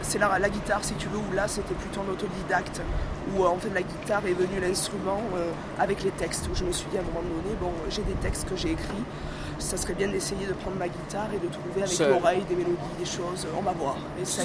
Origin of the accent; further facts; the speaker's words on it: Marseille, Provence-Alpes-Côte d'Azur, France; moved away as an adult; now in Paris, France; J'ai grandi à Marseille, ouais.